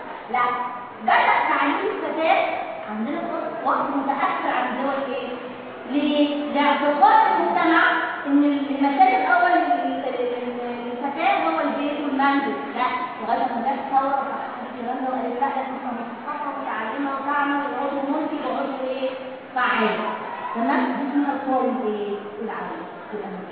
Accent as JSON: {"language": "Arabic", "country": "Egypt", "said": "الدليل على كده عندنا في مصر المدرسه الشامله"}